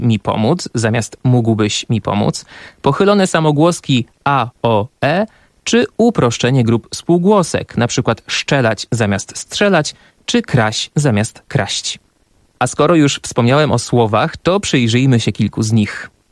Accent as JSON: {"language": "Polish", "region": "Silesian Voivodeship", "country": "Poland", "said": "pomimo tego, że jestem ze Śląska, posługiwanie się tym etnolektem, czyli językiem jakiejś grupy etnicznej, który jest ważnym składnikiem tożsamości, nie jest dla mnie czymś naturalnym. W moim rodzinnym domu mówiliśmy polszczyzną ogólną, a jedyny kontakt ze śląszczyzną miałem za sprawą mojej babci."}